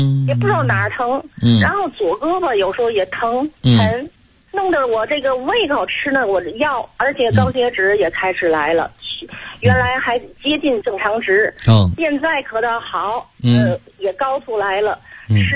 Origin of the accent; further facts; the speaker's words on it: Tianjin, China; 我是我还没介绍我自己，我是天津的。